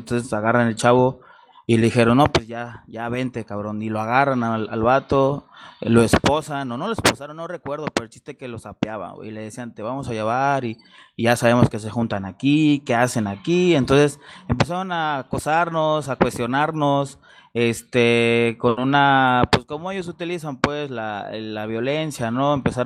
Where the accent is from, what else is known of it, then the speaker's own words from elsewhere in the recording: Acapulco, Guerrero, Mexico; soy del puerto de Acapulco, en el estado de Guerrero